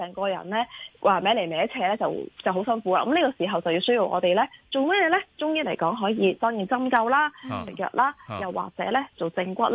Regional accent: China; 所以咧，我哋中国人嘅传统智慧就系咁啦。

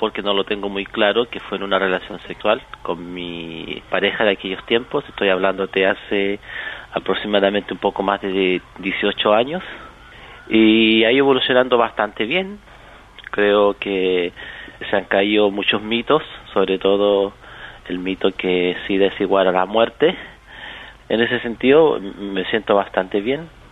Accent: Chile; now in Netherlands; yo soy de Chile concretamente, estoy viviendo acá un poquito más de 6 años

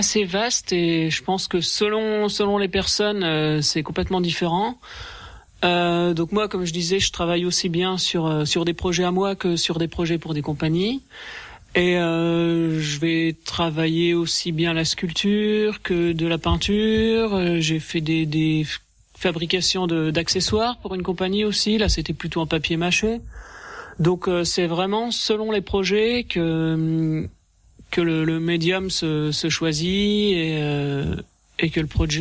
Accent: Grand Est, France; moi j'habite depuis quelques années dans les Vosges, je suis originaire de Meuse.

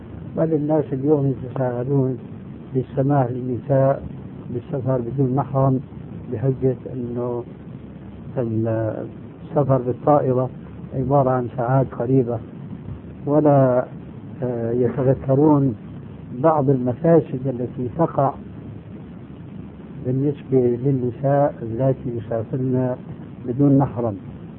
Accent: Syria; وكما يقولون عندنا في الشام بلطوا الفيرة

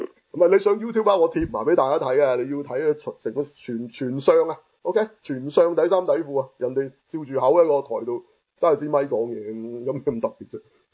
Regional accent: Hong Kong; 咁你俾我哋香港人諗又尤其是我哋嗰陣嘅

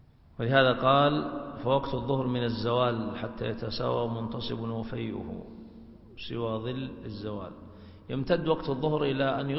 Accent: Saudi Arabia; مقدار هذا الوقت في التقويم عندنا في السعودية 1.5 ساعة

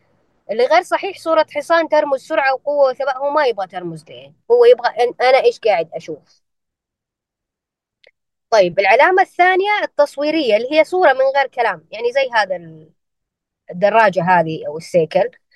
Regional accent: Eastern Province, Saudi Arabia; جدة غير الرياض غير الجنوب غير عندنا في الشرقية

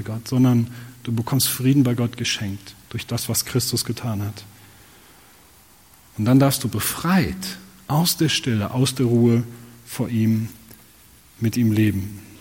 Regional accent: Nordholm, Lower Saxony, Germany; Also, Menschen in meiner Heimat Nordholm in Niedersachsen, sagt mal nach, dass sie

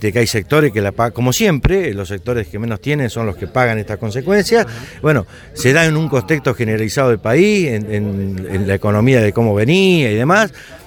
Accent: Argentina; Yo quiero pensar como argentino de que esto se vaya dando

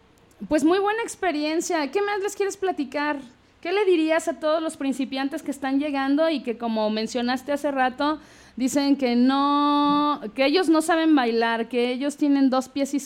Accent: Mexico; No sé por qué como mexicanos siempre dejamos todo para el final.

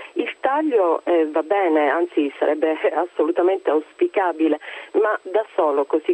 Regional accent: Sicily, Italy; Io oltre a essere italiana sono siciliana

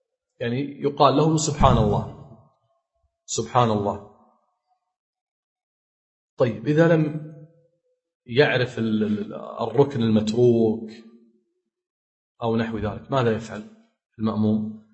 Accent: Kuwait; حنا نقول عندنا بالكويت يتلوى،

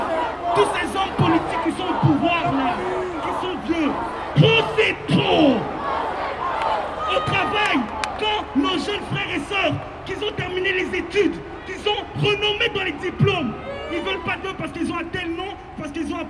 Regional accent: Belgium; Moi, je suis un jeune noir de quartier. On a grandi ici en Belgique avec beaucoup de nos frères.

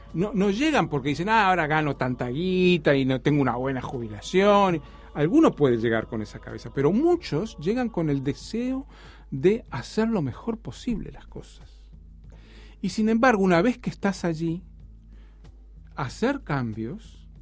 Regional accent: Uruguay; como uruguayo queda siempre un poco lejos

